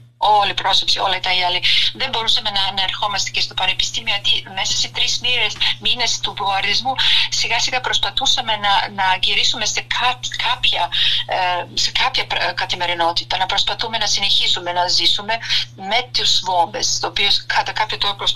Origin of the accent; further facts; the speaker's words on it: Serbia; Όποτε έλεγα ότι είμαι από τη Σερβία